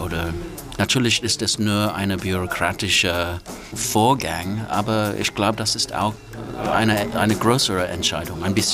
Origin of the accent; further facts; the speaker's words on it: United Kingdom; German is a second language; moved away as an adult; now in Germany; Ich fühlte mich irgendwie weggestoßen von meinem Heimatland. Auch weil über die Jahre habe ich mein Recht als britischer Europäer sehr genutzt, um mein Leben hier aufzubauen.